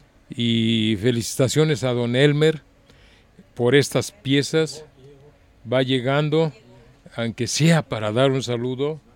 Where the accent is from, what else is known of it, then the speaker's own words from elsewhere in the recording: Guadalajara, Jalisco, Mexico; qué desgracia, como ciudadano tapatío.